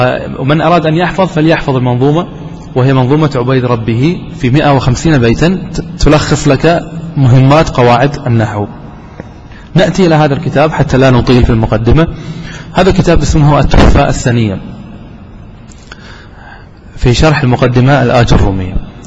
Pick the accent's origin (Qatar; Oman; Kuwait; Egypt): Qatar; حتى عندنا في قطر يعني هذا الكتاب مقرر عندنا في المعهد، في معهد الدعوة،